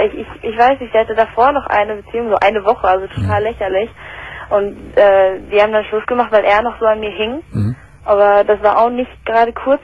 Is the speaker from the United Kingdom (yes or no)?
yes; England, United Kingdom; also ich komme ursprünglich aus England